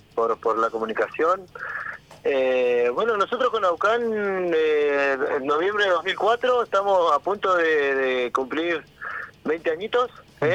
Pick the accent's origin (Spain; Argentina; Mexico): Argentina; Junín de los Andes, Neuquén; somos de Junín de los Andes, al sur del Neuquén, en la Patagonia Argentina. Vivimos en este Gualmapu que, bueno, nos ofrece un poco de todo